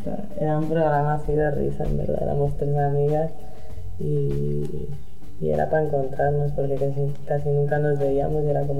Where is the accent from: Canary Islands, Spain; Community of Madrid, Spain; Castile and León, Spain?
Community of Madrid, Spain; Madrid; Yo en Madrid.